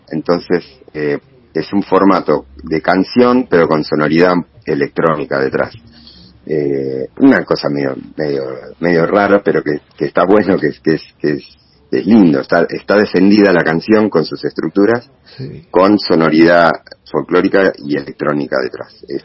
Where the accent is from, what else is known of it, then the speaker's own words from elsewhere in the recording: Bernal, Buenos Aires Province, Argentina; Yo soy originario de Bernal, después viví en 15 años en Boedo, en Capital. Y hace ya unos años, ya casi 8 años creo ya, por suerte pude volver para estos lados, que es un poco más mi aire, mi hábitat, en Don Bosco